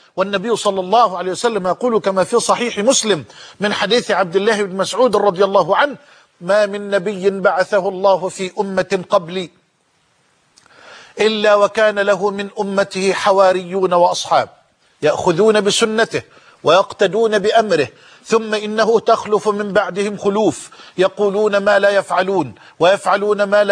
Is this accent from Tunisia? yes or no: no; Egypt; وأسأله سبحانه أن يجعل بلدنا مصر أمنا أمانا